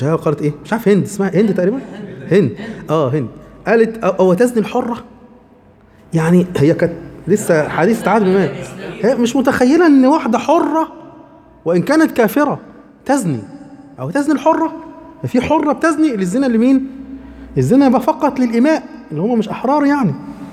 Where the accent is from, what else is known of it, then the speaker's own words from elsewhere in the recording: Egypt; لان انا مصري